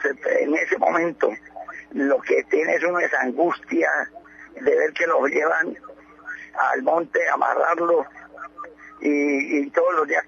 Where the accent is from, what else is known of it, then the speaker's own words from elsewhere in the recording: Colombia; Ningún impedimento tenemos porque somos ciudadanos colombianos.